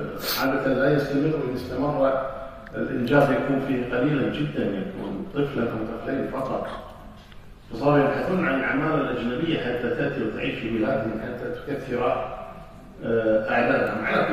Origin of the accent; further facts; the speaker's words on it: Kuwait; لكن الحمد لله عندنا في الكويت أمور مختلفة